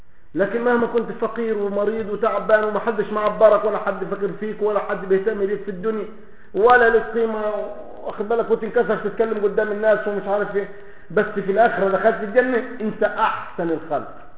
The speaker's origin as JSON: {"language": "Arabic", "country": "Egypt", "said": "عندنا في مصر يقول له دارينا بسكاتك"}